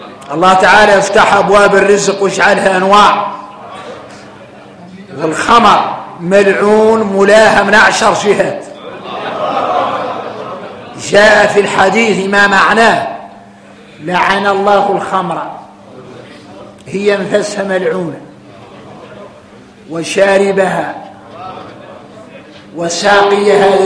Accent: Mauritania; احنا موريتاني طالع لينا حتى والخيمة الكبيرة

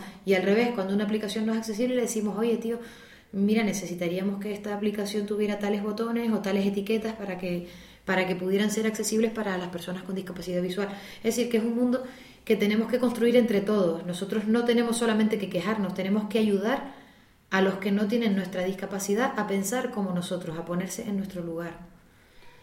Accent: Madrid, Community of Madrid, Spain; Yo vengo de Madrid.

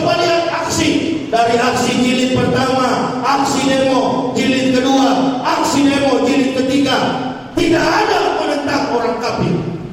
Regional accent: Manado, North Sulawesi, Indonesia; Saya dilahirkan di kota Manado.

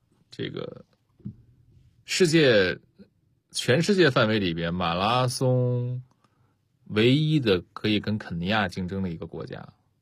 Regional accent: China

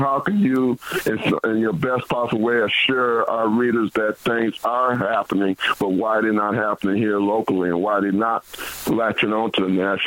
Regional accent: Minnesota, United States; I'm from Minnesota. We have among some of the worst disparities economically among black people here, especially in Minneapolis.

